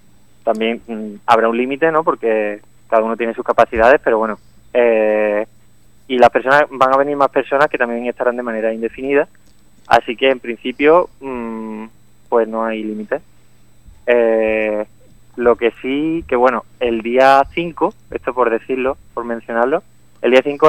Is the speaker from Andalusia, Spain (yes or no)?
yes; Málaga, Andalusia, Spain; bueno, yo soy de Málaga